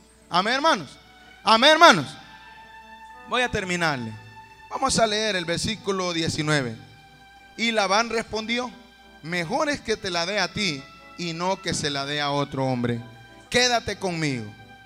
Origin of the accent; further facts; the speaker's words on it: Honduras; yo lógicamente me estoy remontando a mi país, Honduras, y sé que en mi país, años atrás, no había electricidad donde yo vivía